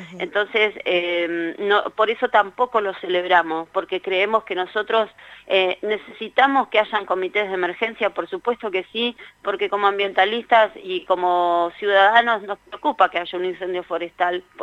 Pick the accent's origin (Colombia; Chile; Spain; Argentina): Argentina; Neuquén; nosotros somos la provincia de Neuquén